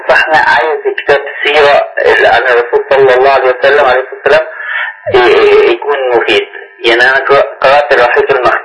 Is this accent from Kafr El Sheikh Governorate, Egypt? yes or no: yes; Kafr El Sheikh Governorate, Egypt; انا من كفر الشيخ